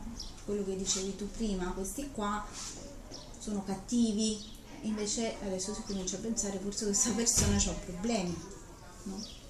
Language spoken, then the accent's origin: Italian; Bergamo, Lombardy, Italy; Io che vengo da Bergamo, tutti i bergamaschi abbiamo la stessa camicetta